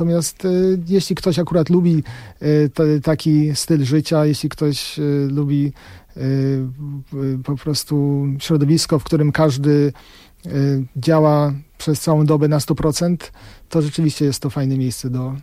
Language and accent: Polish; Warsaw, Masovian Voivodeship, Poland; now in United States; Że mam takie poczucie troszkę, jak przyjechałem do Stanów, że tak jak ja przyjechałem z Warszawy